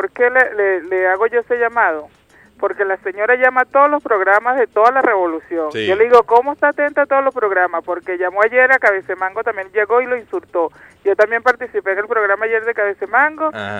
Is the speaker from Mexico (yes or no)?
no; Venezuela; defender mi derecho como venezolana